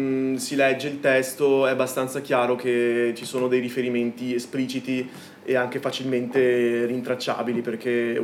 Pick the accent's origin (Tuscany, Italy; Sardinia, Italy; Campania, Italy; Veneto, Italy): Veneto, Italy; essendo veneto non potevo esimermi